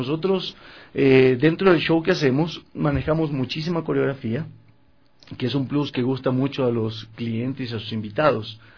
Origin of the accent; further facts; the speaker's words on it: Manta, Manabí, Ecuador; now in Quito, Ecuador; Yo soy de Manta, vivo acá 18 años.